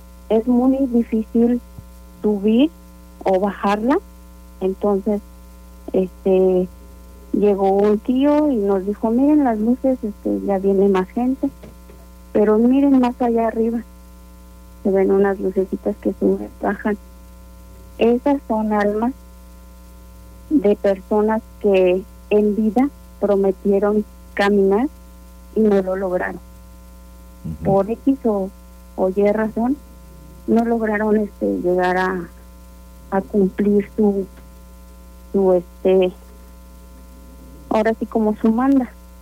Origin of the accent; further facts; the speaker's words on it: San Miguel de Allende, Guanajuato, Mexico; nosotros somos originarios aquí de San Miguel de Allende.